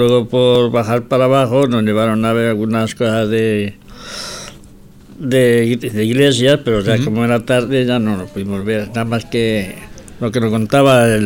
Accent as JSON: {"language": "Spanish", "region": "Castile and León", "country": "Spain", "tie": "born or raised there", "said": "Sí, en Ávila, sí, está a 10 kilómetros de mi pueblo."}